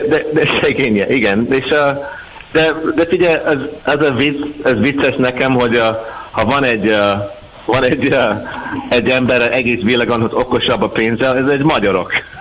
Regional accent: Scotland, United Kingdom; Hungarian is a second language; és mikor én mondtam skót, akkor ez egy másik art

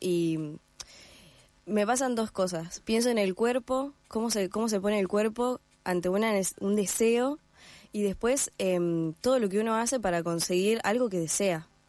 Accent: Gualeguaychú, Entre Ríos, Argentina; yo soy de Entre Ríos, de Gualeguaychú, y no hay profesores de violín acá.

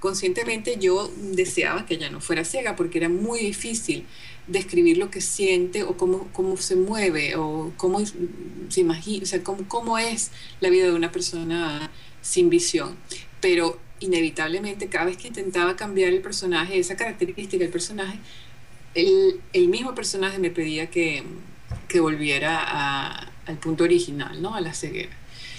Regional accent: Venezuela; moved away as an adult; yo me fui de Venezuela por razones políticas.

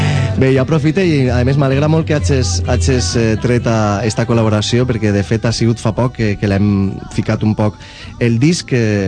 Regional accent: Valencian Community, Spain; si te n'adones, pràcticament tots som valencians

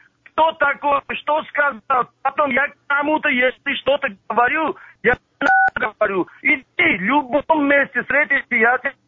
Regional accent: Armenia; Russian is a second language; Я армянин, я крестьянин.

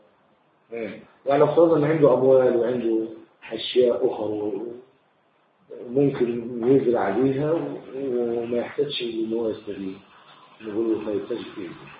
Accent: Egypt; لكن في بلح عندنا في مصر لا يتحول تمرا

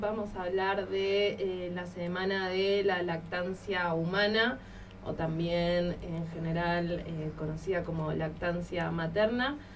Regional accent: Argentina; Me siento más ciudadana argentina que nunca.

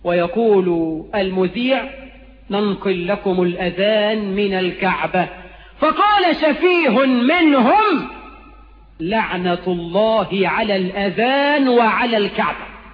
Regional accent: Egypt

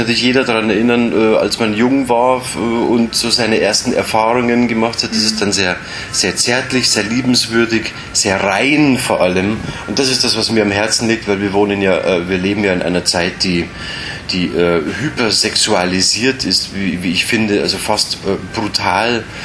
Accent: Munich, Bavaria, Germany; der mir natürlich als Münchner nahe liegt, weil ich die ganzen bayerischen Elemente natürlich gut interpretieren und deuten und vor allem auch fühlen kann.

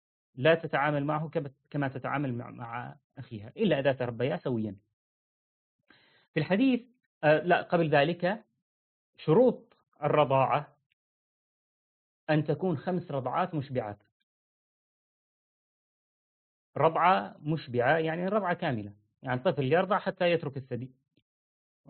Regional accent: Syria; طبعا في مثلا عندنا في سوريا ما يقولون فلان بن فلان، يعني ما يذكر اسم أبيك معك

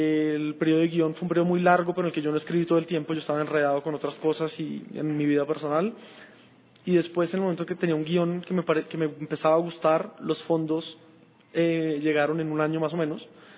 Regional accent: Colombia; Soy colombiano, ahí pasé mi infancia, mi adolescencia, y ahora estoy pasando una parte de mi vida adulta, entonces es mi país

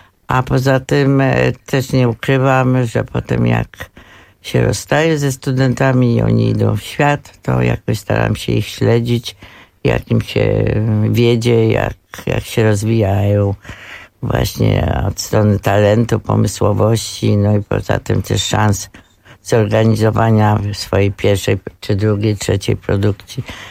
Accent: Kraków, Lesser Poland, Poland; born there; A poza tym jestem Krakowianką z urodzenia

